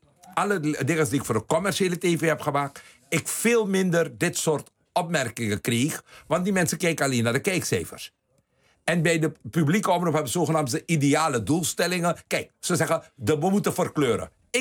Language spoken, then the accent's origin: Dutch; Suriname; born there; Ik heb het geluk gehad, ik ben geboren in Suriname.